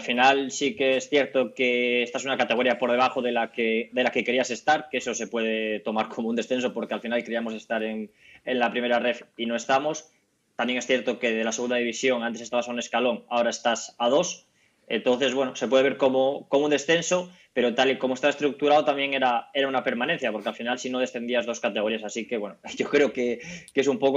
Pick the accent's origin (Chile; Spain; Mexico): Spain; Cabezón de la Sal, Cantabria; estoy allí en mi pueblo, en Cabezón de la Sal, estoy allí censado